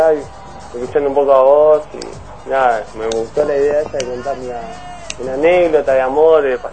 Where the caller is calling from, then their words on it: San Cristóbal, Argentina; Acá de San Cristóbal